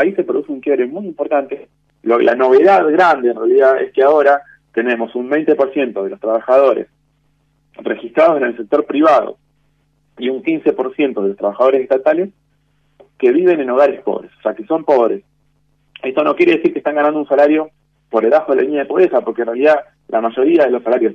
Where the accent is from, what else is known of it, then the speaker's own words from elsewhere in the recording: Argentina; el Estado somos nosotros, somos la sociedad argentina.